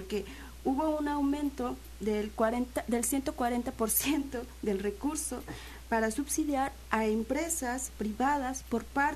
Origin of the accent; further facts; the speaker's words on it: Veracruz, Mexico; yo vengo de la Sierra de Songolica